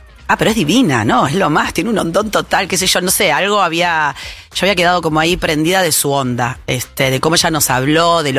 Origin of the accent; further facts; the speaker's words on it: Buenos Aires, Argentina; No sé, somos un poco del mismo pueblo, decimos nosotras. Somos las dos de Flores.